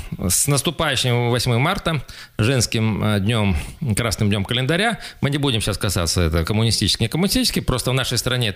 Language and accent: Russian; Sukhobuzimskoye, Krasnoyarsk Krai, Russia; моя малая родина, село Сухобузимское, я все-таки, скажем так, при определенных обстоятельствах заканчивал Сухобузимскую среднюю школу, правда, это было еще в прошлом веке